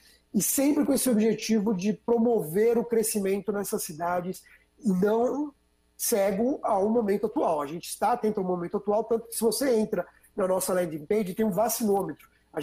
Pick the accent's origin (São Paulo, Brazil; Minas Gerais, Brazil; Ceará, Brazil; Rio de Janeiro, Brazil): São Paulo, Brazil; born there; eu, como paulista, né, sou nascido em São Paulo e amo o meu estado, circulo bastante por ele